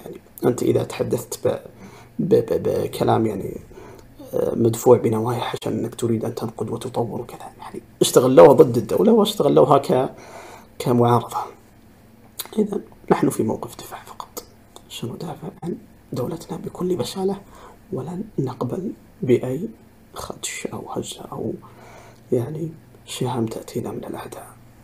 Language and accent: Arabic; Saudi Arabia; لكن حنا كسعوديين نعترف بها بكل الإنجازات وبكل المكاسب